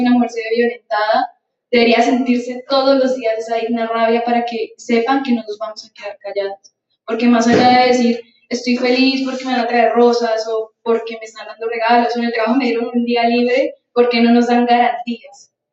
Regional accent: Colombia; siendo nuestro contexto como colombianas

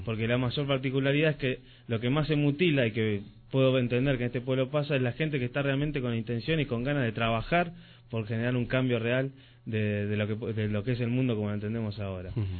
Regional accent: Rosario, Santa Fe, Argentina; moved away; en mi caso, que soy nacido en Rosario, de Santa Fe, Argentina, que pertenezco a la Euskalechea de Rosario, se llama Zaspiralbat, y donde toda mi vida he sido, por herencia familiar, parte de esa Euskalechea.

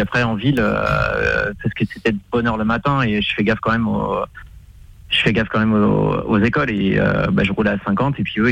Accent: Pays de la Loire, France; Non, moi je suis d'originaire de Vendée

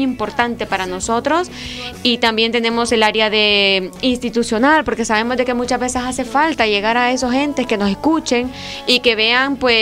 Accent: Honduras; now in Spain; nosotros como comunidad hondureña en España

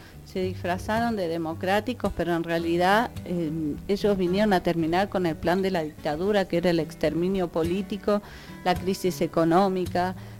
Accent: Capilla del Monte, Córdoba, Argentina; Yo que nací, me crié en Capilla del Monte, siempre estuve acá y elijo, si Dios así lo quiere, estar acá el resto de mis días, porque amo este lugar.

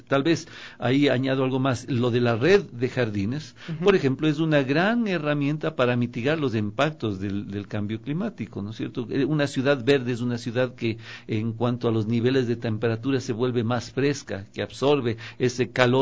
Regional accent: Ecuador; Yo he visto que tarde o temprano los ecuatorianos, sobre todo los que hemos viajado, nos identificamos como tales

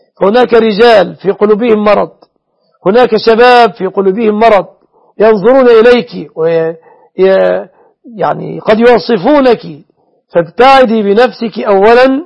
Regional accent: Egypt; أسأل الله أن يحفظ بلادنا مصر وسوريا وسائر بلاد

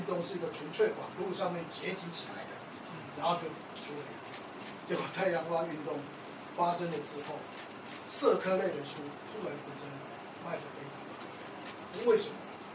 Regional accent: Taiwan; 我是土生土长的台湾，我的祖先是在乾隆的时候到台湾来，所以我觉得我是台湾人。我太太是澎湖人，我们家跟北京没有关系。我们家也不听京剧，我们听也听歌仔戏

